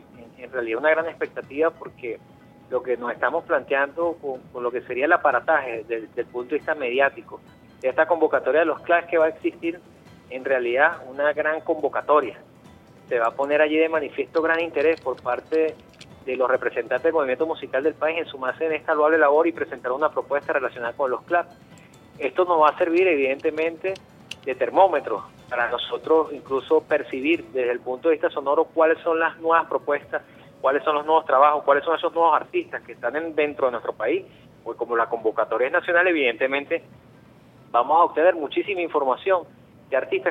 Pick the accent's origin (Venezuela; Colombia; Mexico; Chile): Venezuela; nosotros como venezolanos